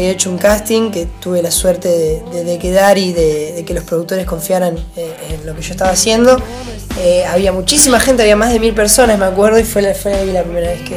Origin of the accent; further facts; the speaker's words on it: Lomas de Zamora, Buenos Aires Province, Argentina; Yo soy acá de Loma de Zamora, igual que ustedes, nací acá, me crié acá, pienso quedarme acá toda mi vida. La gente de acá siempre fue muy amable conmigo y eternamente agradecido por eso.